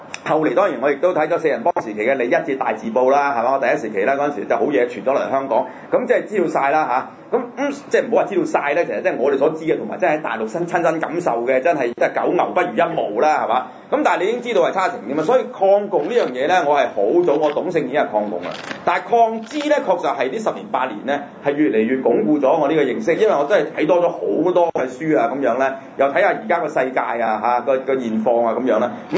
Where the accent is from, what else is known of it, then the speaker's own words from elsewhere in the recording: Xinhui, Guangdong, China; 咁我嘅家鄉就係新會啦，但係好多親戚係住喺廣州嘅。